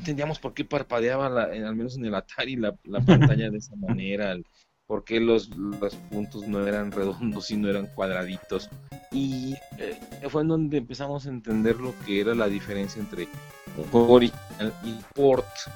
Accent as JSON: {"language": "Spanish", "town": "Guadalajara", "region": "Jalisco", "country": "Mexico", "tie": "born or raised there", "lives_now": "Zapopan, Mexico", "said": "estoy viviendo actualmente en Zapopan, soy originario de Guadalajara, pero acá andamos."}